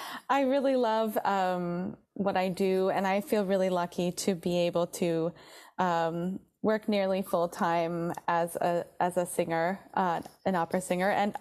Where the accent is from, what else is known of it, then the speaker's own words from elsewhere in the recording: Traverse City, Michigan, United States; Oh, I grew up in northern Michigan, mm-hmm. A small town called Traverse City.